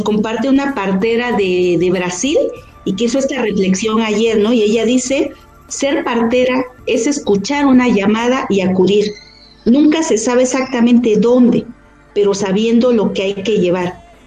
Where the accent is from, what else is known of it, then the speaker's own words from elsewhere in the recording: Miahuatlán de Porfirio Díaz, Oaxaca, Mexico; en un pueblo de donde yo soy, en Miahuatlán de Porfirio Díaz, Oaxaca